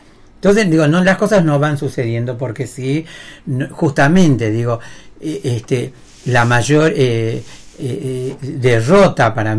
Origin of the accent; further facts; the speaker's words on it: Salta, Argentina; sería a mí, que soy salteña